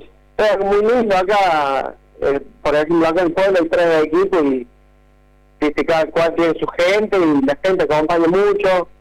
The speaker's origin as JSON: {"language": "Spanish", "town": "Hernando", "region": "Córdoba", "country": "Argentina", "said": "Estoy acá en mi pueblo esperando que va a un comunicado intendente"}